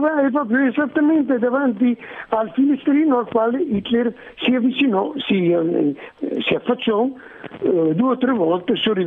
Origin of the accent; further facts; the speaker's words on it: Bologna, Emilia-Romagna, Italy; moved away as an adult; also born or lived in Ferrara; now in Florence, Italy; sono stato alcuni anni a Ferrara, poi a Bologna, sono nato a Bologna, poi sì, alcuni anni a Ferrara e poi tornato a Bologna, okay, fino a 24, fino a 20 anni.